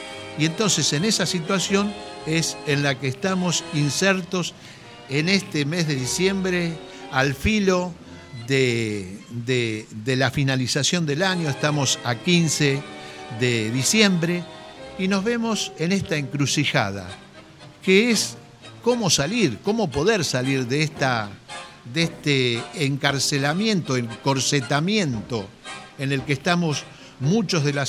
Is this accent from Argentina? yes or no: yes; Argentina; decir somos argentinos